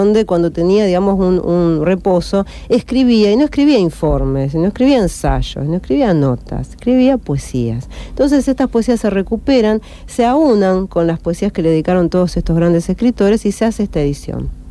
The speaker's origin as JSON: {"language": "Spanish", "country": "Argentina", "said": "A nosotros nos parece por ahí raro, porque nosotros que somos argentinos, por eso somos medio amargos para estas cosas, ¿no?"}